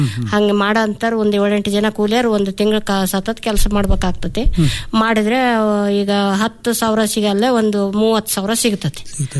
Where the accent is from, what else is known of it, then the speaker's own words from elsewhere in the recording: Itagi, Karnataka, India; ರಾಣೇಬೆನ್ನೂರು ತಾಲೂಕು ಇಟಗಿ, ಹಾವೇರಿ ಜಿಲ್ಲಾ